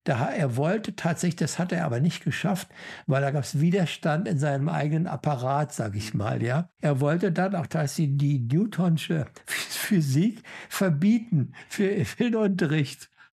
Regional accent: Germany; Ja, ich bin Deutscher, was bin ich zunächst primär?

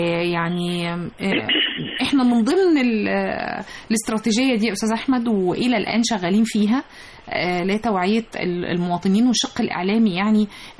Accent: Egypt; مش إحنا بس كمصريين اللي بنتكلم عليها

